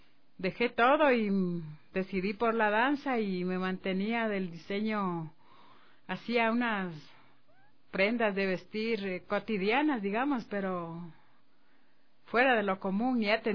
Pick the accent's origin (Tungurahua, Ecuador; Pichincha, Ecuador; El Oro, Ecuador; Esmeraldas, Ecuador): Pichincha, Ecuador; Quito; born there; Yo nací en Quito. Uh-huh. Nací en Quito y amo esta ciudad.